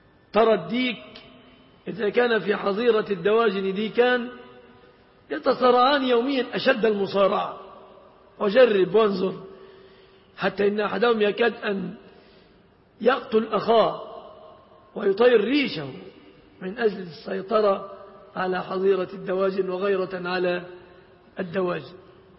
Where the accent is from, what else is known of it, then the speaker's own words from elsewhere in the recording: Egypt; إذا انشغلنا في بلادنا مصر بمصانع الشيبسي